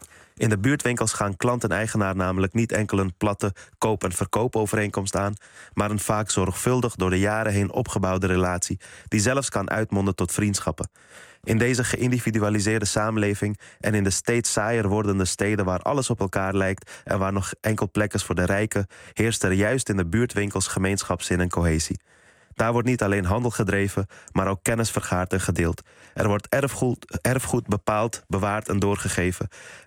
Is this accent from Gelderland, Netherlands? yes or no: no; Amsterdam, North Holland, Netherlands; Ik kom uit Amsterdam-Noord en omdat Amsterdam-Noord de wereld in het klein is